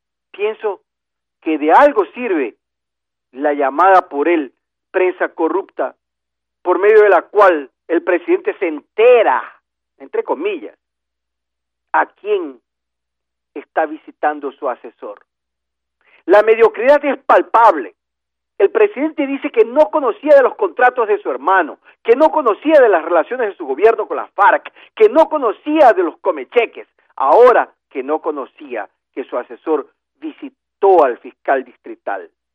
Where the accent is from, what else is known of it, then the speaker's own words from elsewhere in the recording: Ecuador; que somos los ciudadanos ecuatorianos, los que hemos elegido a los asambleístas para que nos representen en la asamblea